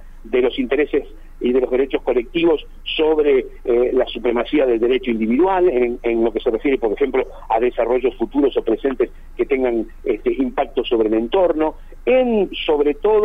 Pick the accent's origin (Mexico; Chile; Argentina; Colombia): Argentina; Buenos Aires Province; No, yo soy de Buenos Aires.